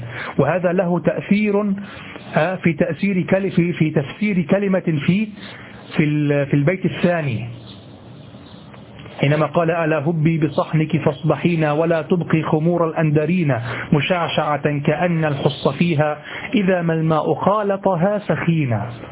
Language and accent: Arabic; Egypt; كما تقول عندنا في مصر القاهرة